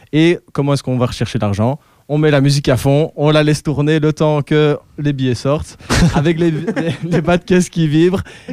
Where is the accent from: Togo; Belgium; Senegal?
Belgium; Boussu, Wallonia; moi j'ai grandi à Boussu.